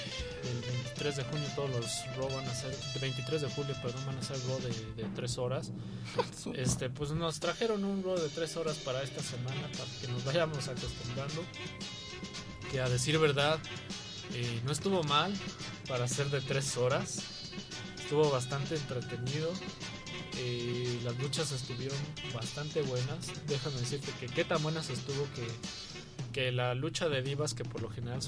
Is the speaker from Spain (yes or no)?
no; Mexico; Sí, tristemente para él y para nosotros como mexicanos.